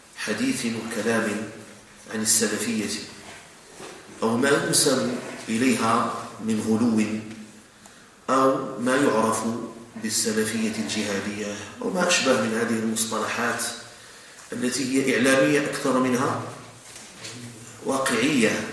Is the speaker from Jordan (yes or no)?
yes; Jordan; بأمن بلدنا الأردن المحروس